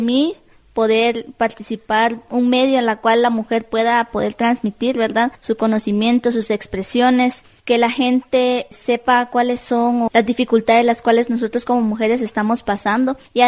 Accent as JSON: {"language": "Spanish", "town": "El Estor", "region": "Izabal", "country": "Guatemala", "said": "soy del municipio de El Estor, departamento de Izabal."}